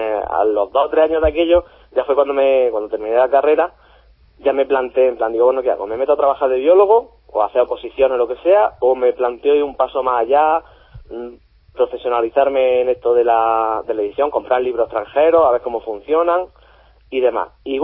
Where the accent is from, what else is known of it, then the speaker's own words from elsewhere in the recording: Almería, Andalusia, Spain; now in Granada, Spain; Ya me había venido, porque yo no soy de Granada, yo soy de Almería.